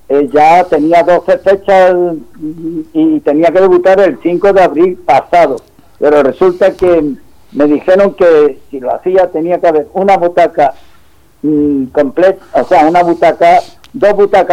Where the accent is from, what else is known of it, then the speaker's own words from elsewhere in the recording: Andújar, Andalusia, Spain; No, soy de Andújar.